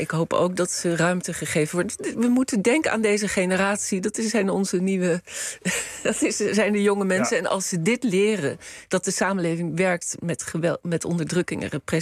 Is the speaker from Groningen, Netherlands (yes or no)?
no; The Hague, South Holland, Netherlands; ik denk zelf aan de boerendemonstraties waar ik als Hagenaar twee keer mee geconfronteerd werd in oktober 2019.